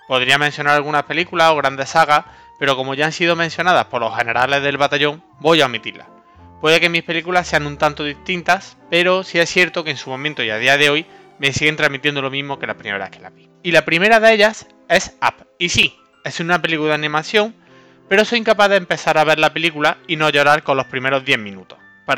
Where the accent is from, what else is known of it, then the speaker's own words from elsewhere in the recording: Andalusia, Spain; como buen andaluz, alguna que otra siesta me he echado.